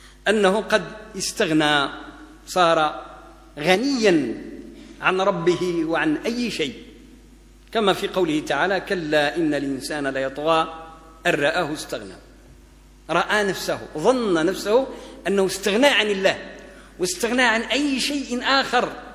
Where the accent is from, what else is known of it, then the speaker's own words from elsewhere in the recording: Morocco; يعني احنا مغاربة وكثير من الناس يقولوا الله يفتح عليك